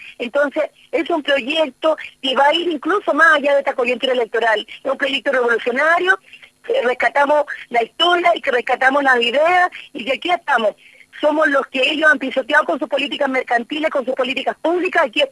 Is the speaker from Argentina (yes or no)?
no; Chile; partido que fue cómplice también de la tremenda masacre que hubo en mi país